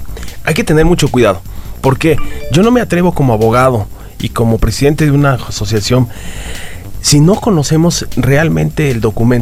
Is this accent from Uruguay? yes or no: no; Mexico; como mexicanos sabemos que son